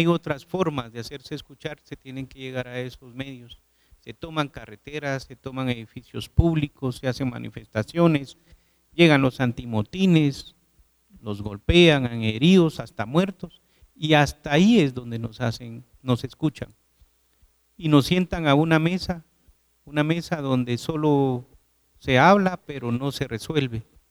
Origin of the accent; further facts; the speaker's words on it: Guatemala; somos ciudadanos guatemaltecos.